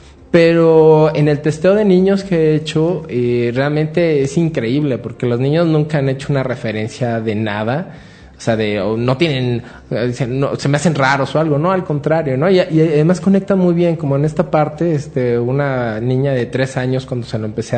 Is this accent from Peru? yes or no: no; Mexico; Pues sí, pues soy mexicano, ¿no?